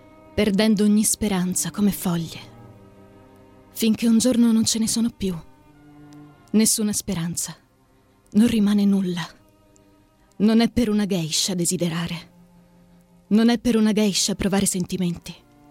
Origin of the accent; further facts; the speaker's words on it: Pescara, Abruzzo, Italy; now in Rome, Italy; Sono di Pescara ma vivo a Roma.